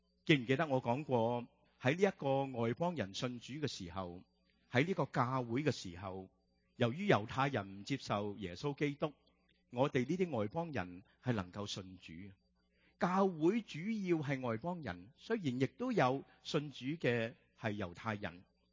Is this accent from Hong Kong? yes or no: yes; Hong Kong; 我们由香港来的就喜欢吃蚝了。